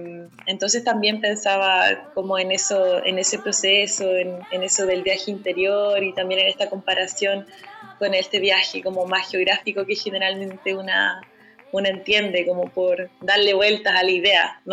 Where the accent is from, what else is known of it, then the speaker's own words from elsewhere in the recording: Paillaco, Los Ríos, Chile; Bueno, yo soy de Paillaco, ya ustedes lo saben